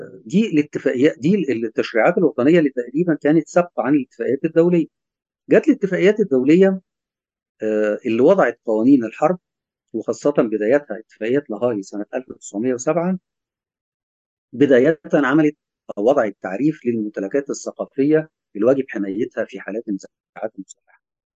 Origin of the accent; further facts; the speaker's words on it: Egypt; لما نقول ألف ليلة وليلة عندنا كمصريين